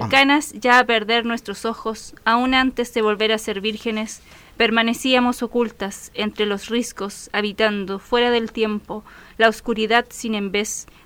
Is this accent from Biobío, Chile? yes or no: yes; Biobío, Chile; Entonces, combino eso con el tema de mi pueblo, de mi tierra natal, del Golfo Arauco, el tema de la minería